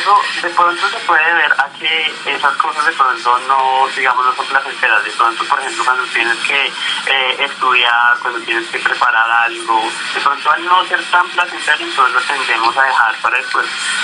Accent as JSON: {"language": "Spanish", "country": "Colombia", "said": "Somos latinos, somos colombianos"}